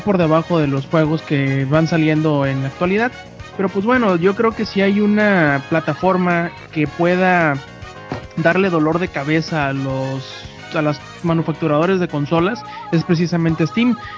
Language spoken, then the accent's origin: Spanish; northern Mexico, Mexico; Es que soy norteño, pues.